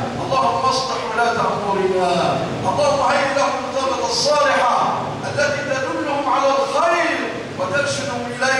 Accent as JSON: {"language": "Arabic", "country": "Egypt", "said": "اللهم ارزق بلادنا مصر الأمن والأمان والاستقرار"}